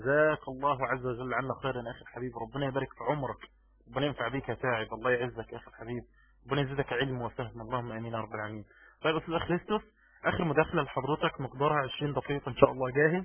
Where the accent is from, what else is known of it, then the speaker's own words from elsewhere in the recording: Egypt; يعني عشان بس كذاب عندنا في مصر